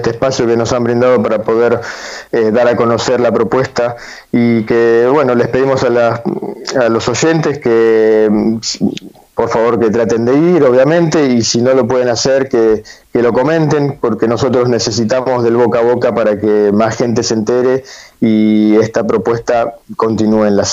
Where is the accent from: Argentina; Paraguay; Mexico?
Argentina; Es algo que nosotros también como argentinos no debemos dejar pasar